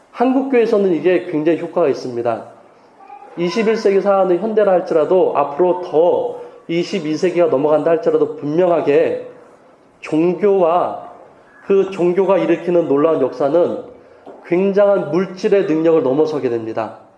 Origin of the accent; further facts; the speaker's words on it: Changsin-dong, Seoul, South Korea; born there; also born or lived in Cheongnyangni; 제가 면목동에도 있어봤고 청량리에도 있어봤고 있고 제가 태어난 곳이 창신동이에요.